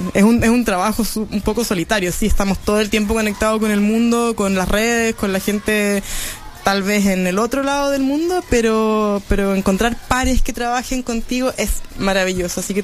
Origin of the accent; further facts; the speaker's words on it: Chile; Estamos creciendo en cultura viajera como chilenos también